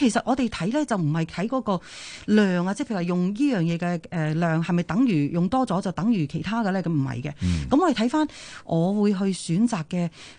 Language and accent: Cantonese; China; 唔系净系日本人啦、啊，我哋中国人都好聪明噶、啊。